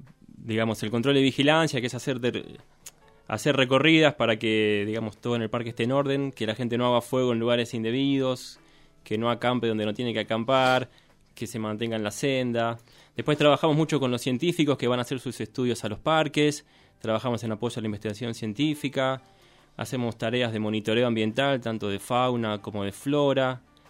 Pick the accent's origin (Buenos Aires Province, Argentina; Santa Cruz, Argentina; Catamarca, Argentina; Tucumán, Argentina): Buenos Aires Province, Argentina; Merlo; Yo soy de Buenos Aires, de Merlo, de la provincia de Buenos Aires.